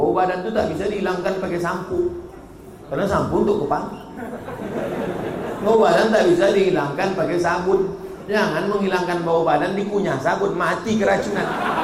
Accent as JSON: {"language": "Indonesian", "town": "Kisaran", "region": "North Sumatra", "country": "Indonesia", "said": "asal kami dari Kisaran mau ke Medan, dari Medan mau ke Kisaran"}